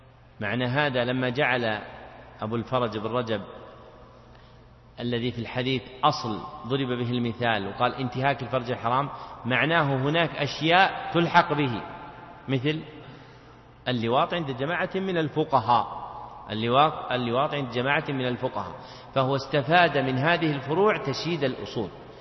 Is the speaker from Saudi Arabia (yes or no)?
yes; Najd, Saudi Arabia; مثل ما يقول العوام عندنا في نجد